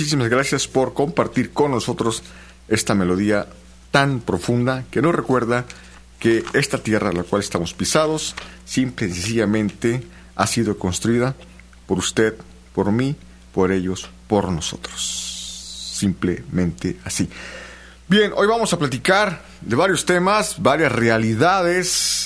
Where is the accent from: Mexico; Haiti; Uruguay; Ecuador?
Mexico; quienes no somos ciudadanos norteamericanos, especialmente mexicanos, pues vayan de la mano con las elecciones que este año estaremos viviendo en México